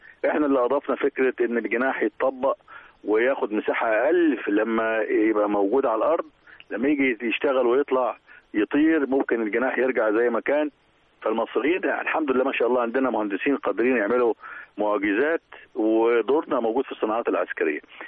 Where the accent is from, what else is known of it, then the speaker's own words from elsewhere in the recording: Egypt; وبينا متابعين يعني كمصريين